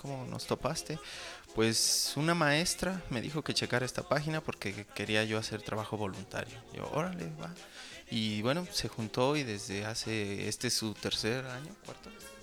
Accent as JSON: {"language": "Spanish", "country": "Mexico", "said": "hasta pues ya una conciencia de problemas pues a nivel nacional, ¿no? Como mexicanos."}